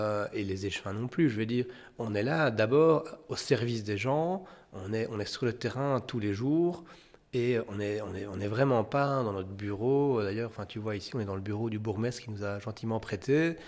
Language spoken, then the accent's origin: French; Lustin, Wallonia, Belgium; Moi, en particulier, je viens de Lustin. Lustin, c'est un village qui dort jamais, quoi